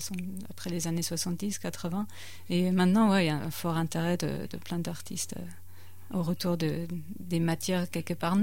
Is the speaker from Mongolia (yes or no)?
no; the Alps, France; j'ai grandi vraiment dans les Alpes, j'ai beaucoup grimpé